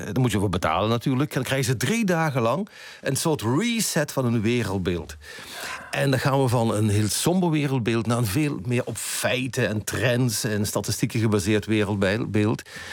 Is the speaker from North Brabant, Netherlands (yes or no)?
no; Limburg, Netherlands; Excuses, wij Brabanders, ik ben een Limburger, maar toch de Brabanders.